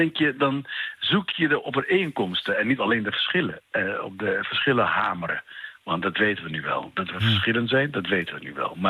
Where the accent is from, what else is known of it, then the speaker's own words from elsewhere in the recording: Egypt; Want ik ben opgevoed als Egyptenaar die altijd iets tegen de policy van Israël heeft.